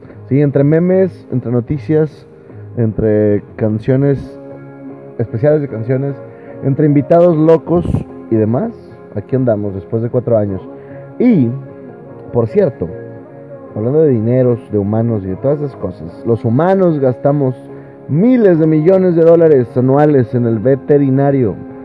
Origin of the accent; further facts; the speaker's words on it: Nuevo León, Mexico; porque somos mexicanos, porque somos neoleoneses, y porque tenemos familia en Estados Unidos